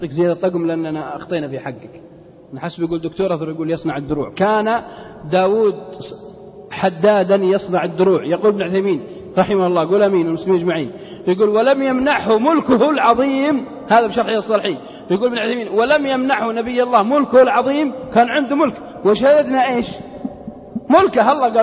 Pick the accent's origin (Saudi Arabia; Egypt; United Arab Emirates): Saudi Arabia; Unaizah, Al-Qassim; وفي بلدنا القصيم عنيزة